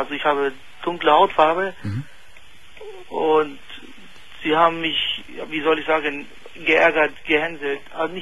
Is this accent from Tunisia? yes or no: yes; Tunisia; Nein, ich komme aus Tunesien.